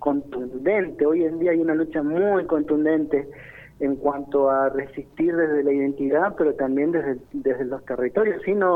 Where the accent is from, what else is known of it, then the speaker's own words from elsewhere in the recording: Mendoza, Argentina; Siendo mendocino, digamos, estando viviendo acá, no somos ajenos de lo que sucede en la montaña.